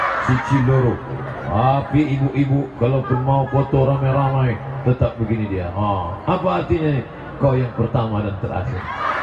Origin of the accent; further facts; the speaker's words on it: Banyuwangi, East Java, Indonesia; Saya datang dari Water Smell Good. Water Smell Good itu artinya banyu wangi.